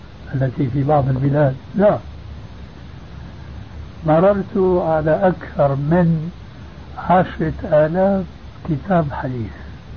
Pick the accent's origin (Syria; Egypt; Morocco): Syria; وبلطو سيرة أيضا يقولون عندنا في الشام